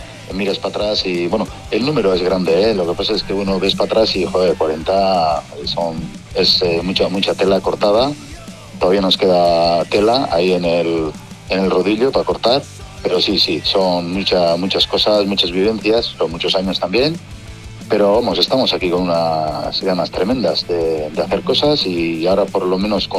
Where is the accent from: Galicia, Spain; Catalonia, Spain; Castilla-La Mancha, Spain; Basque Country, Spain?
Basque Country, Spain; first language eu; Spanish is a second language; al principio hacíamos todo en euskera, que es mi lengua materna y demás